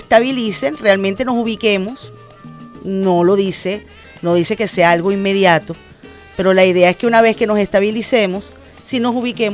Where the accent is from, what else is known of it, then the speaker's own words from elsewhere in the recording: Venezuela; lo que somos los venezolanos.